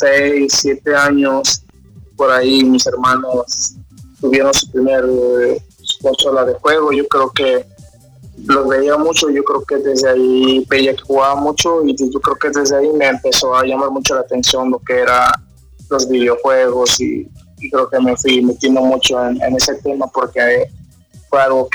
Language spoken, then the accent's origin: Spanish; Oaxaca, Mexico; Okay. Soy originario de Ciudad de Estepe, Oaxaca. Uh-huh. Más conocido en la zona del Istmo.